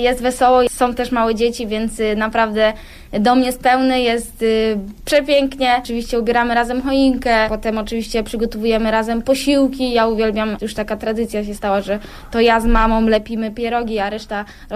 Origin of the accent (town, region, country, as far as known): Pęgów, Lower Silesian Voivodeship, Poland; born or raised there; now in Wolfsburg, Germany